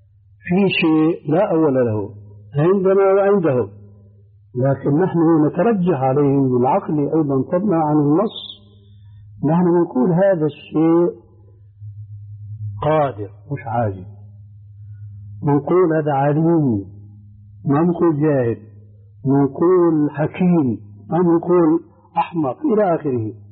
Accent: Syria; كما يقولون عندنا في الشام أدحاله.

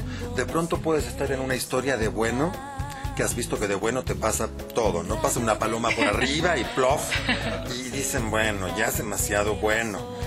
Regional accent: Argentina; now in Mexico; yo soy de Argentina, llevo aquí 20 años

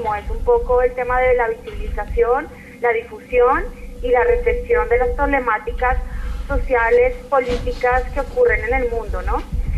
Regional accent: Colombia; somos el colectivo de La Ruana, un colectivo de ciudadanas y ciudadanos colombianos que nos hemos unido en el marco del paro nacional agrario que tuvo lugar en Colombia en 2013

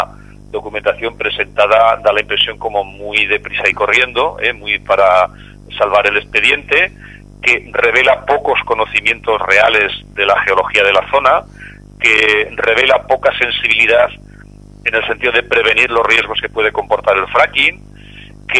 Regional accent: Teruel, Aragon, Spain; yo soy de Teruel, es una zona que conozco geológicamente

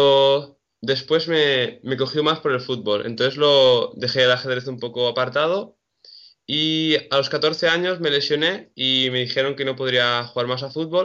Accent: Salou, Catalonia, Spain

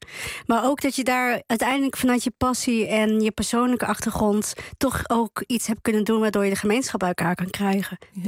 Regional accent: Netherlands; also born or lived in Chile; Nou, ik ben opgegroeid in Nederland. Ik ben geboren in Chili.

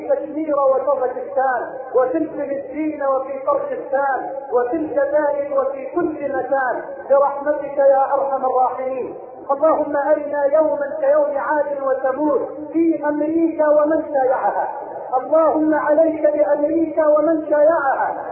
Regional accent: Egypt; اللهم اجعل بلدنا مصر واحة للامن والامان

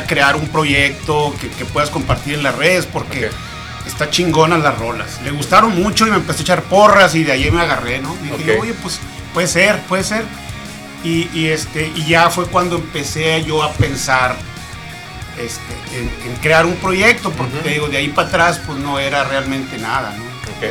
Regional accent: Pueblo Yaqui, Sonora, Mexico; Yo vivía en Obregón, yo soy de ahí del Valle del Yaqui. Ah, ok. De Pueblo Yaqui, para ser más exacto.

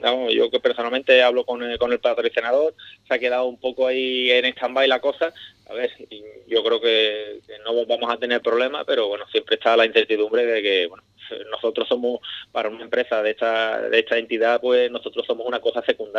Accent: Ubrique, Andalusia, Spain; un saludo y mucho ánimo a mi tierra, Ubrique

